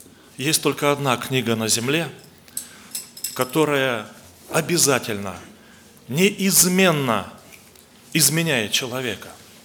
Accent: Blagoveshchensk, Amur Oblast, Russia; я с Дальнего Востока, город Благовещенск, там мы несем служение. Я в церкви являюсь благовестником, проповедую Слово Божие.

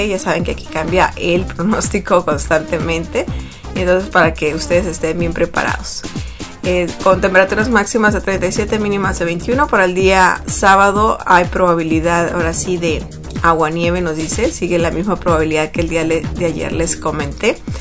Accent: Mexico; para todos los que somos mexicanos y que celebramos el Día de la Virgen.

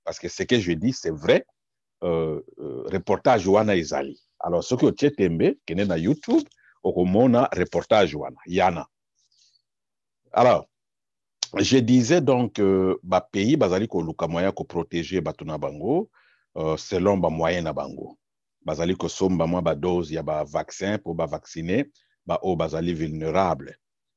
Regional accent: DR Congo; Mais ce que yoki ce qui est détourné chez nous au Congo, moko yoka kaka ba million, ba million, ba million.

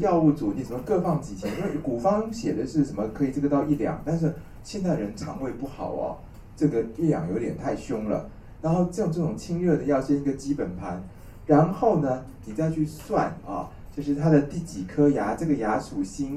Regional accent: China; 那我们中国人的中医治牙痛是算牙齿的

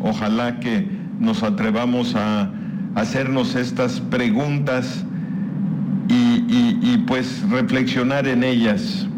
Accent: Mexico; somos mexicanos, y vivimos en Mérida

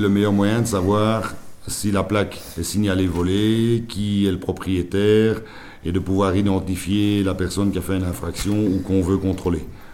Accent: Molenbeek, Brussels, Belgium; Quand j'étais à la police de Molenbeek avant, puisque je viens de Molenbeek

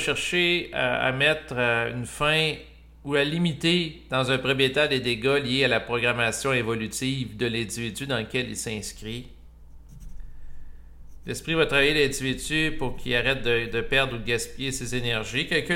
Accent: Quebec, Canada; accent: Québécois; Moi aussi, j'ai mon accent en passant québécois.

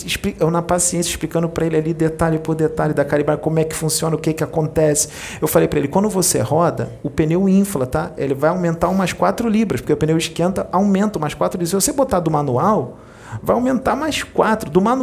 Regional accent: Rio de Janeiro, Brazil; Eu sou daqui do Rio.

